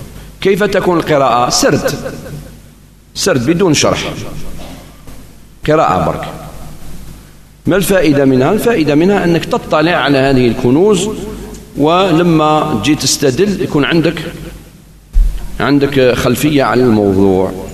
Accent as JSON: {"language": "Arabic", "town": "Algiers", "region": "Algiers Province", "country": "Algeria", "said": "وقد بقيت هذه شيء من هذه السنة في عندنا في الجزائر العاصمة"}